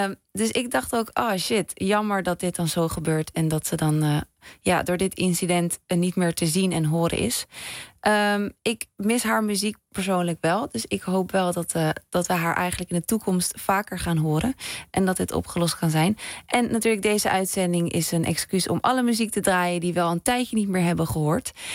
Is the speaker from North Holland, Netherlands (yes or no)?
yes; Amsterdam, North Holland, Netherlands; Ik kom zelf uit de Jordaan.